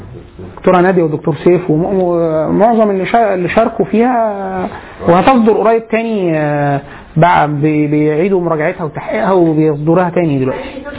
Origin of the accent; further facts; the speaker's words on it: Egypt; ده حتى مش الالم بتاعنا كمصري